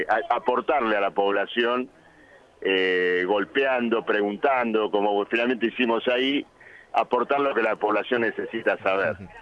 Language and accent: Spanish; Argentina; Bueno, lo digo porque soy de Argentina.